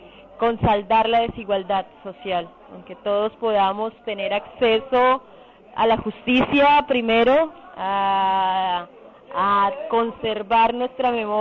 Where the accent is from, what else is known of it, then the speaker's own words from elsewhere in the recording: Colombia; vengo de Colombia